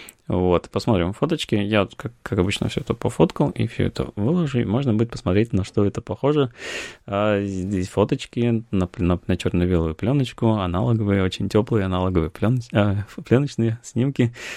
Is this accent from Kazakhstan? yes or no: no; Russia; мы сказали, что да, мы, типа, из России